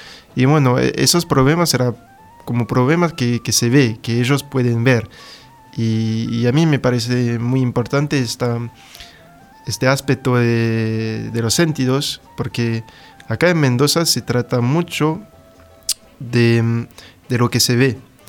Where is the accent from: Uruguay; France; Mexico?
France; Spanish is a second language; yo soy un estudiante francés haciendo una tesis doctoral de sociología en Francia, en una ciudad del suroeste que se llama Pau.